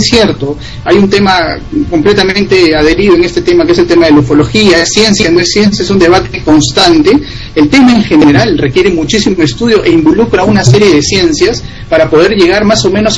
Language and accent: Spanish; Peru; esa coordinación que venimos ya realizando acá desde Perú, y que también conjuntamente